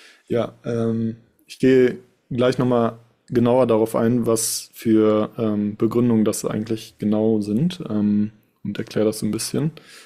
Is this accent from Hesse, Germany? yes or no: no; Duisburg, North Rhine-Westphalia, Germany; Wie gesagt, ich selbst bin aus Duisburg und habe das hier mitbekommen, wie es hier abgelaufen ist.